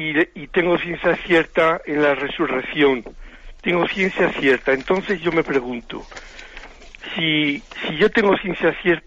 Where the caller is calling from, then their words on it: Zamora, Castile and León, Spain; yo soy de Zamora